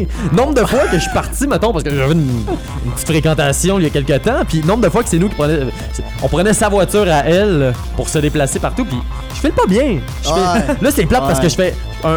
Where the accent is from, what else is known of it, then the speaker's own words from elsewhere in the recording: Repentigny, Quebec, Canada; Si je veux retourner à Repentigny dans mon coin de pays, je peux pas me le permettre.